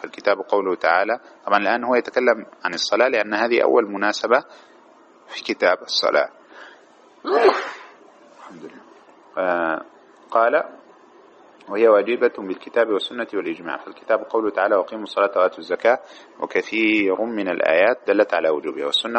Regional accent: Algeria; عندنا في الجنوب الجزائري لا يتحقق دخول الوقت إلا بعد الساعة 12:30 بتوقيت غرينتش

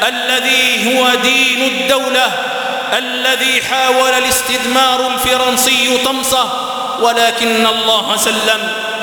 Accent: Algeria; تستغل أوضاع بلادنا الجزائر

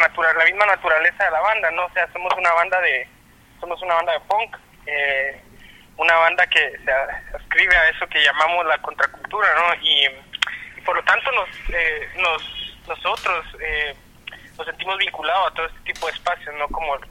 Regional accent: Antigua Guatemala, Sacatepéquez, Guatemala; nosotros somos de Antigua

